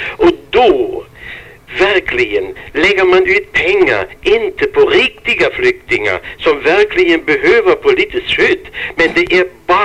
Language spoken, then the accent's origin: Swedish; Germany; Swedish is a second language; now in Sweden; Jag kommer från Tyskland, det hörs väl på brytningen, va?